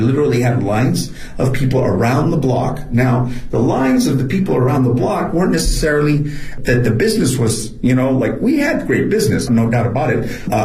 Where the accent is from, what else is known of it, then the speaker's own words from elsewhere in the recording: northern Mexico, Mexico; I'm from the north.